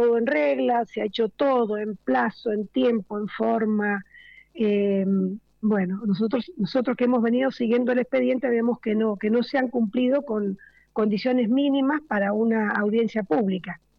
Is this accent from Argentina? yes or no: yes; San Rafael, Mendoza, Argentina; Somos de San Rafael.